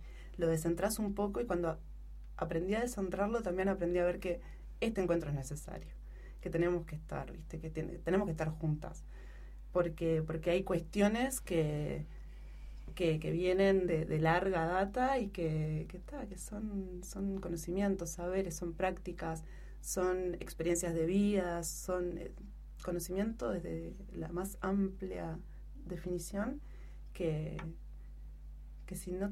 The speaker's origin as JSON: {"language": "Spanish", "country": "Uruguay", "lives_now": "Chile", "said": "hasta que no retorné a Uruguay y empecé a transitar como uruguaya en mi tierra, como uruguaya retornada"}